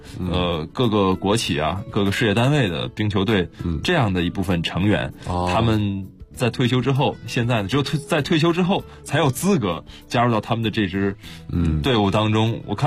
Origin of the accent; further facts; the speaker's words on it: Harbin, Heilongjiang, China; 就在我的家乡哈尔滨，在哈尔滨。